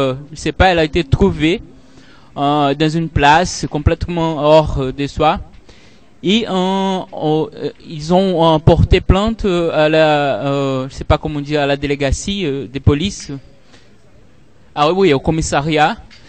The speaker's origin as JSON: {"language": "French", "country": "Brazil", "second_language": "French", "said": "J'ai beaucoup aimé. Je suis brésilien."}